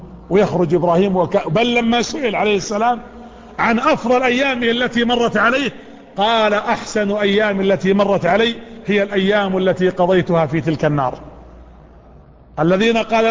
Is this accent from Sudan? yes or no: no; Saudi Arabia; هي ليست عندنا في السعودية لكنها موجودة في خارج المملكة